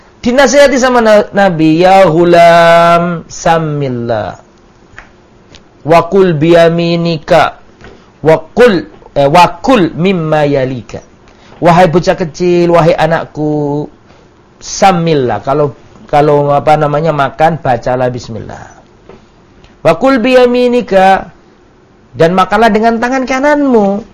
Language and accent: Indonesian; Java, Indonesia; Termasuk saya ini orang Jawa, ya gampang pekewo.